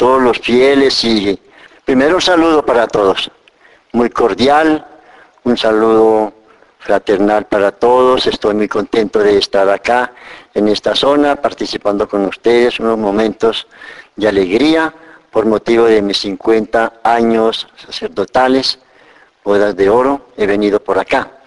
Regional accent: Choachí, Cundinamarca, Colombia; also born or lived in Calvario, Meta / Quindío; nací yo allá en el Calvario, Meta. Me trajeron muy pequeñito a Choachí por las condiciones de dificultades y familiares. Me trajeron muy pequeñito a Choachí por ahí unos 3 añitos. Por eso yo no conocía absolutamente nada de todas mis familiares. De ahí me llevaron al Quindío.

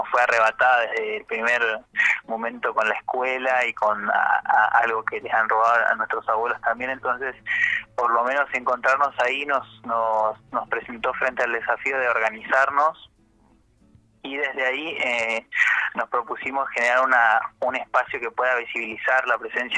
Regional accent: Bariloche, Río Negro, Argentina; yo por lo menos soy de Fuiloche, de Bariloche, estudio en Neuquén, pero soy de acá

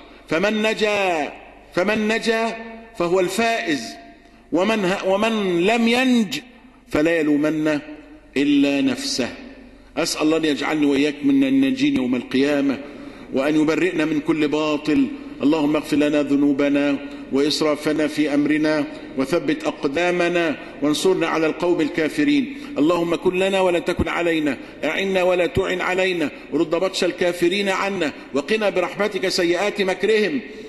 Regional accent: Egypt; واجعل بلدنا مصر سخاء رخاء

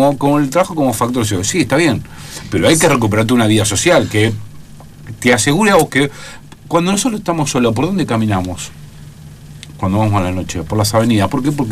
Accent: Buenos Aires Province, Argentina; yo que vengo de la provincia de Buenos Aires, la provincia de Buenos Aires, ¿no?

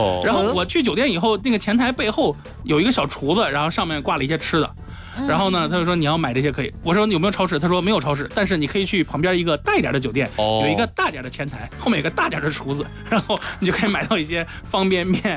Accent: China

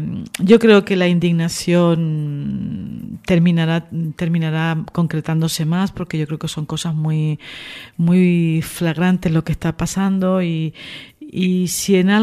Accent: Teror, Canary Islands, Spain; Y además en el pueblo, en Teror, en mi pueblo, pues participé el 15 en una tertulia en la radio

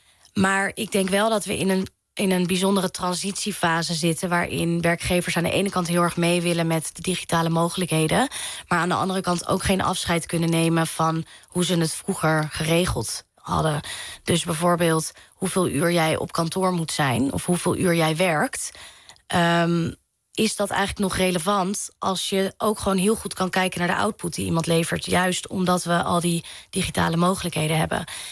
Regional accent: Amstelveen, North Holland, Netherlands; ik ben opgegroeid in Amstelveen. En ik heb wel op hockey gezeten. En mijn middelbare school zat in Amsterdam-Zuid.

